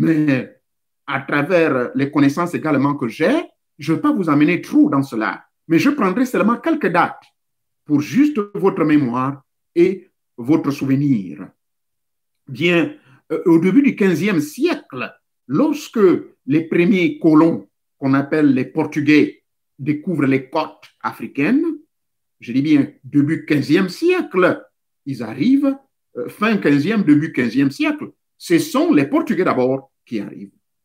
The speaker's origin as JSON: {"language": "French", "town": "Lambaréné", "region": "Moyen-Ogooué", "country": "Gabon", "said": "Et chez moi, à Lambaréné"}